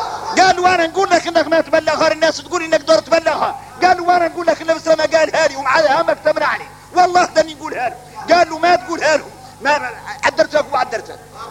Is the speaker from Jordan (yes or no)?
no; Mauritania; وعادوا احنا موريتاني يجي الواحد منا ساجد ويقول له هذا محل سجدة